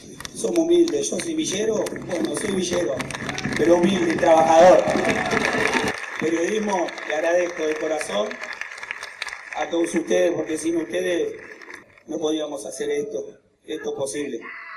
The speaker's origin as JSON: {"language": "Spanish", "town": "Florencio Varela", "region": "Buenos Aires Province", "country": "Argentina", "said": "Y yo soy de Varela"}